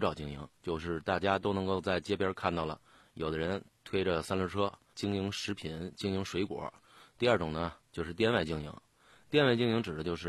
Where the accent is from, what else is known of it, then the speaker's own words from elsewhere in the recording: Beijing, China; 夏天咱们北京人都喜欢吃烤串。